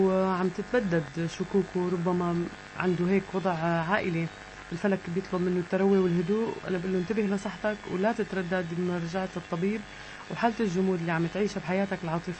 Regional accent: Damascus, Damascus Governorate, Syria; أنا من سكان الشام

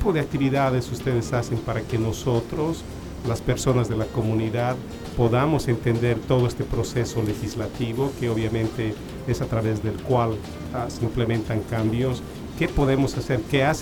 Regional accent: Bolivia; Bolivia, yo soy de Bolivia

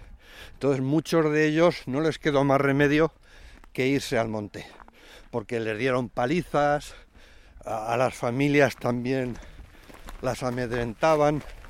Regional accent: Cuenca, Castilla-La Mancha, Spain; yo soy de Cuenca, de la capital, y entonces yo de pequeño oía que en la capital

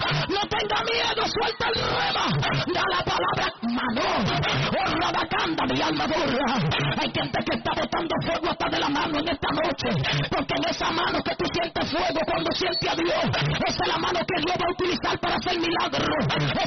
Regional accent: Dominican Republic; Nosotros nos criamos todos en República Dominicana, en la mayoría

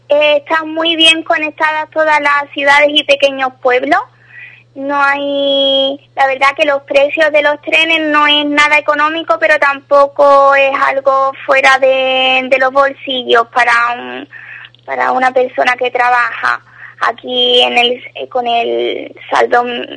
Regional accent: Ubrique, Andalusia, Spain; accent: Ubrique; now in Italy; Después, en solo dos días, me vuelve mi acento ubriqueño y vuelvo a hablar con el hijo y todas esas cosas.

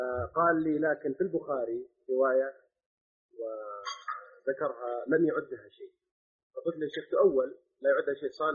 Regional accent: Jeddah, Makkah Province, Saudi Arabia; عندنا في جدة، بل بالمملكة العربية السعودية عموما

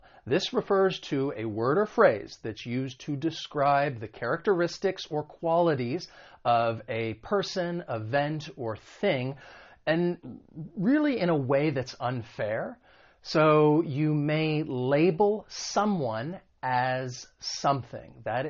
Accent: United States; accent: American; when it comes to the American accent, because I'm from the United States

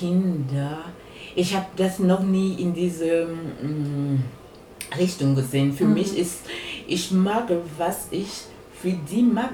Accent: Cameroon; German is a second language; now in Germany; Also ich bin in Kamerun aufgewachsen.

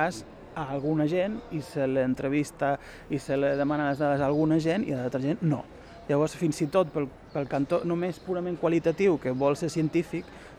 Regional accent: Galicia, Spain; jo com a gallec també tindria coses a dir de com cuineu a Barcelona

